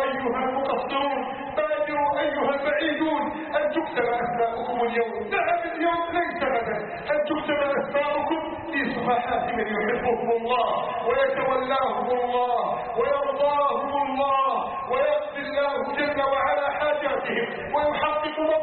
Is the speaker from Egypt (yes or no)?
yes; Egypt; اللهم احفظ بلدنا مصر من كيد الكائدين